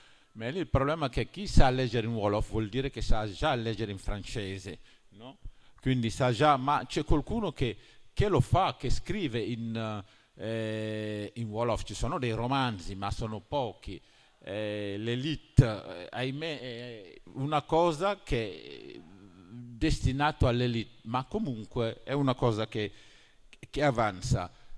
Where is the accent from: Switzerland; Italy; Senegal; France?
Senegal; born there; Italian is a second language; Io sono nato in Senegal, non dico in altra parte dell'Africa, in Senegal, dove io non avevo mai visto una montagna.